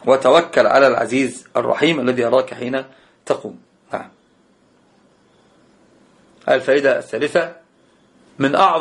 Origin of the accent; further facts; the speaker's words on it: Egypt; يعني انت تذكرني او انت تذكريني بان انا مصري